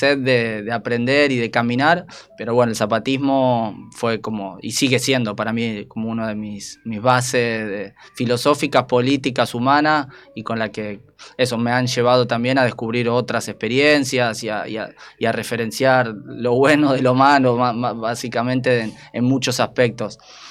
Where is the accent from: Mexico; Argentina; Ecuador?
Argentina; A mí me tocó empezar a caminar en estas latitudes que hoy se conocen como Argentina.